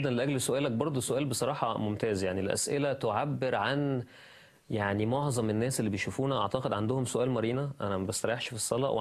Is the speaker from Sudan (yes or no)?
no; Egypt; عارف انه تحدي بالذات لينا كمصريين، انا عارف انه تحدي، احنا بنسهر متاخر جدا بالذات بقى في المدن الكبيره